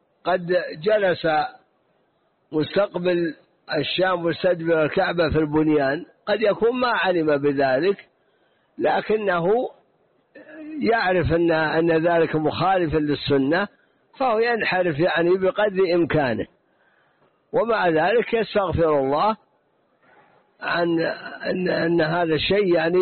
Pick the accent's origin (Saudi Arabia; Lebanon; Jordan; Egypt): Saudi Arabia; Najd; فلا بد أن يكون مثلا عندنا في نجد